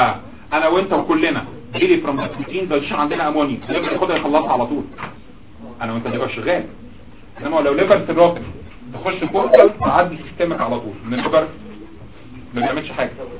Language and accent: Arabic; Egypt; طبعا الكلام ده عندنا في مصر في الارياف ما كانش بيتم غالبا